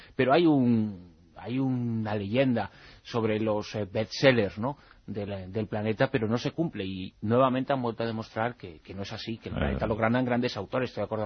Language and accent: Spanish; Galicia, Spain; Es que soy gallego.